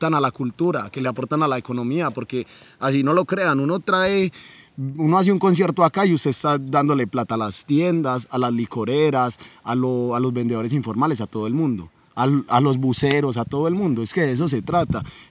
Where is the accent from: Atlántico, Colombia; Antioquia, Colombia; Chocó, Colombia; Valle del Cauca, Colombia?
Antioquia, Colombia; Medellín; yo aposté a hacer este concierto acá en San Antonio de Prado, porque es mi tierra, porque la amo y porque sé que está muy olvidada